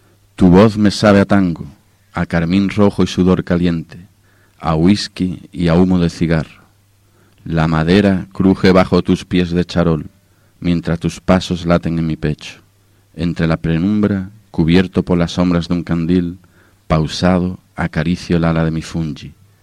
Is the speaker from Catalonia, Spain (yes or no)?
no; Algeciras, Andalusia, Spain; vivía en Sicilia, en Palermo, y vine a pasar las Navidades con la familia. Yo soy de Algeciras y tengo hermanos por toda España